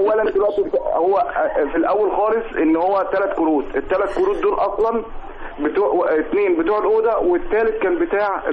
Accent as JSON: {"language": "Arabic", "region": "Qalyubia", "country": "Egypt", "said": "من القليوبية"}